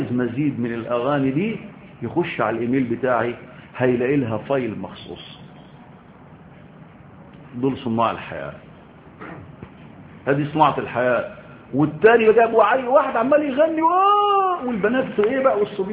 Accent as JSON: {"language": "Arabic", "country": "Egypt", "said": "انا مصري كده ماشي بالعند"}